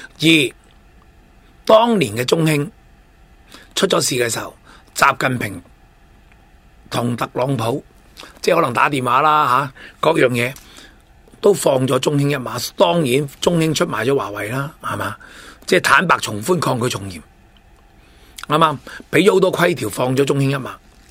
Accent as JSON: {"language": "Cantonese", "country": "China", "said": "即系我哋中国人叫咩啊？"}